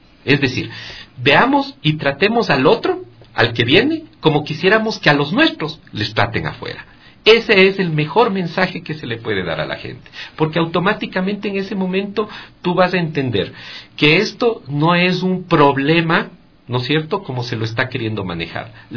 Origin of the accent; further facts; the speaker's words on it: Ecuador; las cadenas noticiosas habituales que uno como ecuatoriano puede ver